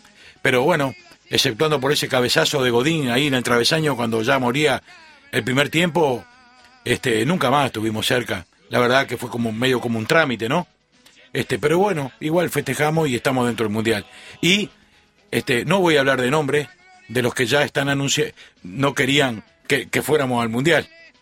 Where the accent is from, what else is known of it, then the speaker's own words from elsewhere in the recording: Uruguay; cuando digo nosotros, lo digo como uruguayo.